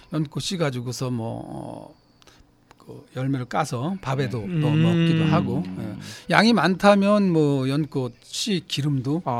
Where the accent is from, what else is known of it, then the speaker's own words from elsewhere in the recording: Yeongjong, Incheon, South Korea; 제 고향은 사실은 그 인천 신공항이 있는 그 영종도란 섬인데.